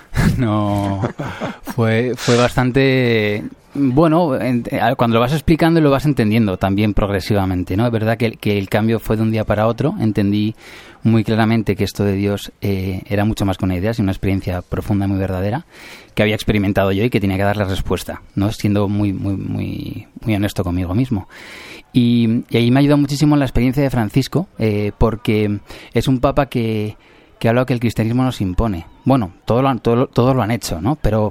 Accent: Spain; yo, pues como muchos españoles, tradición católica.

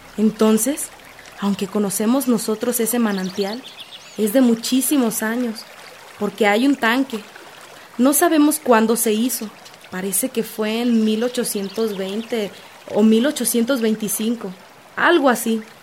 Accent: Acatlán, Mexico; nosotros como originarios que somos de Acatlán, nuestra originalidad de años

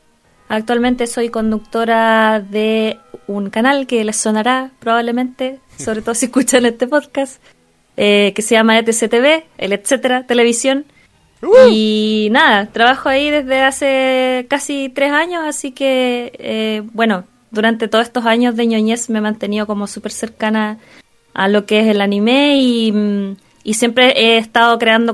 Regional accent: Concepción, Biobío, Chile; yo soy de Concepción y hay un canal regional allá en Concepción que se ve solo allá

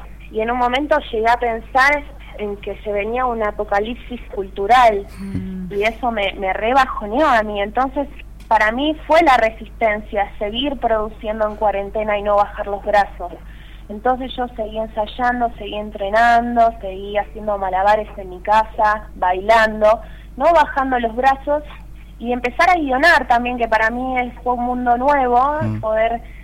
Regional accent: Temperley, Buenos Aires Province, Argentina; born there; De zona sur de Buenos Aires, nací en Temperley. Fui bastante viajera también

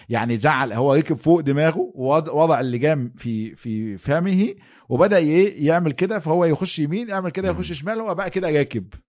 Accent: Egypt

